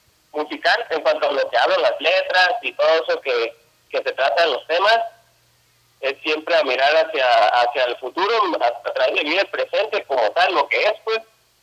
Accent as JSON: {"language": "Spanish", "town": "San José del Cabo", "region": "Baja California Sur", "country": "Mexico", "said": "también soy de aquí de San José del Cabo, y pues nada, aquí andamos con todo."}